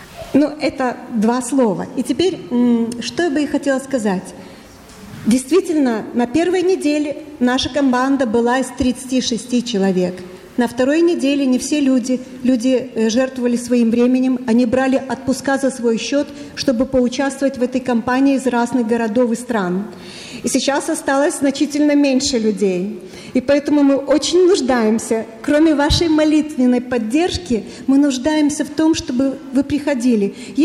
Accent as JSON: {"language": "Russian", "town": "Odesa", "region": "Odesa Oblast", "country": "Ukraine", "said": "Ну, я с Украины, я из Одессы, как вы поняли."}